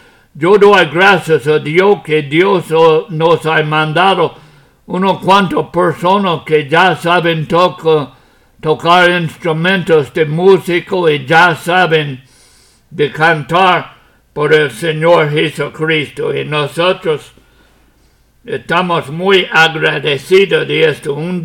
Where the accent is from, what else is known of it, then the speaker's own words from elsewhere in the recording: United States; Spanish is a second language; moved away as an adult; now in Puerto Rico; Ya aunque yo soy americano, Puerto Rico es mi país ahora.